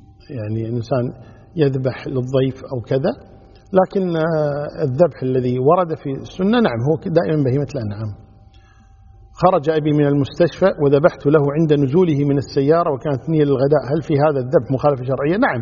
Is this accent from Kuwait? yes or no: yes; Kuwait; يعني عندنا في الكويت